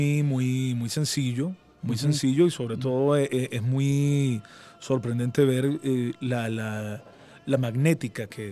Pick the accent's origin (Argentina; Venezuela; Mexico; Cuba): Venezuela; somos venezolanos